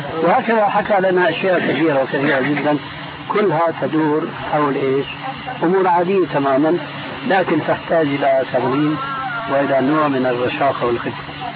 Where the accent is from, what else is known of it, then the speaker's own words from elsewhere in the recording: Damascus, Damascus Governorate, Syria; أقول ناس عندنا في دمشق يعني